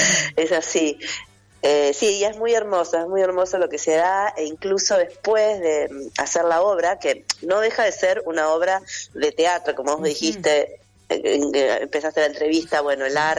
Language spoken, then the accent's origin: Spanish; Vicente López, Buenos Aires Province, Argentina; somos de Vicente López, de un centro cultural que se llama Tiempos de Memoria.